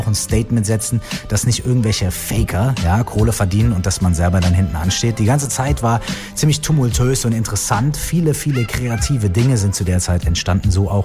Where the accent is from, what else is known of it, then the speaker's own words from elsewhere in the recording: Minden, North Rhine-Westphalia, Germany; einer kleinen Stadt in der Nähe von Minden, meiner Heimatstadt, die ja auch eine kleine Stadt, also auch ein Kaff, könnte man ja auch sagen, ist.